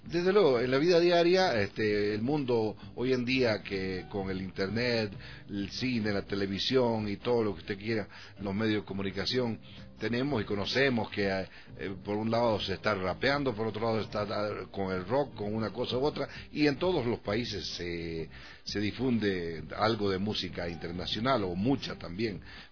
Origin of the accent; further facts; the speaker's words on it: Chaco, Bolivia; yo soy del Chaco